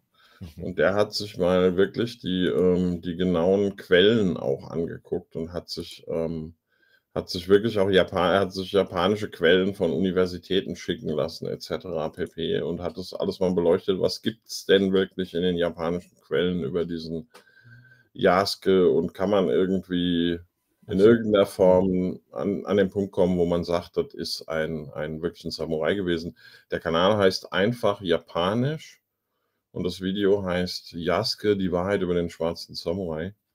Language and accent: German; Frankfurt, Hesse, Germany; Kenne ich in Frankfurt nicht anders, seit ich klein bin.